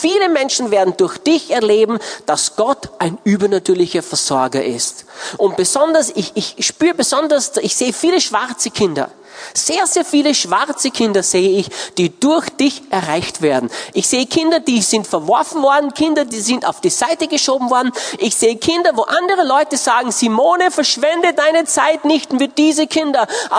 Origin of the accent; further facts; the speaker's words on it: Austria; ich bin Österreicher